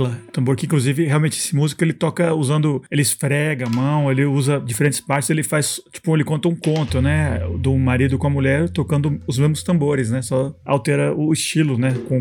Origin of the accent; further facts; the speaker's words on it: Brazil; eu acho que como brasileiro, acho que é bem próximo da gente aqui, né?